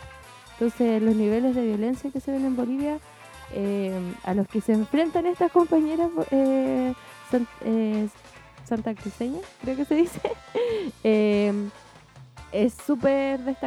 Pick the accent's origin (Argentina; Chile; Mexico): Chile; O sea, incluso nosotras que como chilenas somos víctimas de la violencia, a mí me ha causado impresión estar en Bolivia